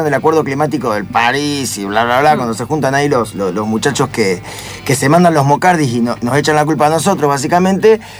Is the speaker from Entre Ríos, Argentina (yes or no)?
yes; Concepción del Uruguay, Entre Ríos, Argentina; Y yo que soy de Concepción del Uruguay, ahí también de Entre Ríos